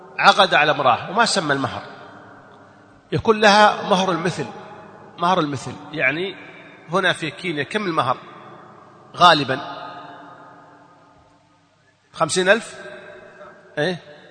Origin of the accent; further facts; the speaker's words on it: Saudi Arabia; هو توفي عندنا في السعودية